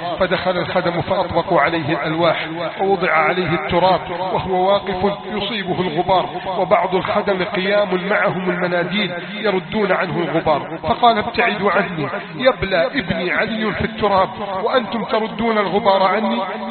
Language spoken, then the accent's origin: Arabic; Egypt; اللهم احفظ بلدنا مصر من كيد الكائدين